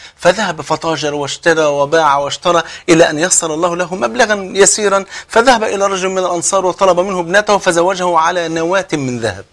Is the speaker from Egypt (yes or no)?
yes; Egypt; بلغتنا كمصريين ربنا يسهل لك